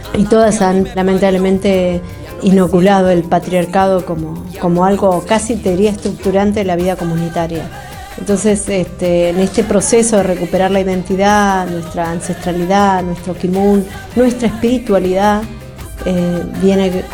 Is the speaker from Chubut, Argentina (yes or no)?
yes; Chubut, Argentina; soy de la Nación Mapuche, vengo de la provincia de Chubut, de la comunidad Mapuche Pilian Mahuiza